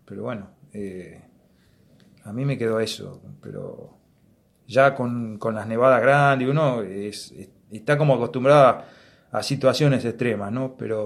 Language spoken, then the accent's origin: Spanish; Patagonia, Argentina; Más de lo que somos como patagónicos, ¿no?